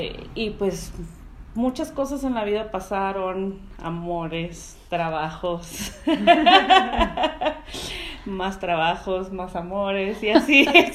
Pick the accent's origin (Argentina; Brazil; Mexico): Mexico; Tijuana, Baja California; yo soy de Tijuana. Yo nací allá, crecí allá y he estado el 90% de mi vida en Tijuana. O sea, sí he vivido como temporalmente en otros lugares.